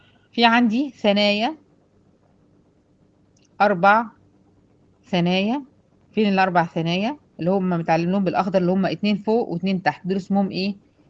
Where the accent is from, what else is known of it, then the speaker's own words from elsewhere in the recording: Egypt; احنا بنسميها هنا عندنا في مصر ضروس العقل